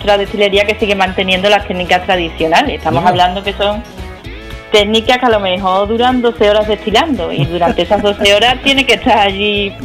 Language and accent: Spanish; Constantina, Andalusia, Spain; los castañares aquí en Constantina, en mi pueblo querido